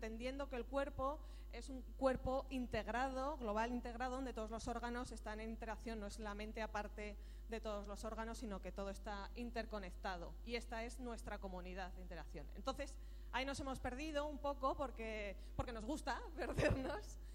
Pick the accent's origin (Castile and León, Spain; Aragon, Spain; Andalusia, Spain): Aragon, Spain; Soy de Aragón, entonces para que se me note.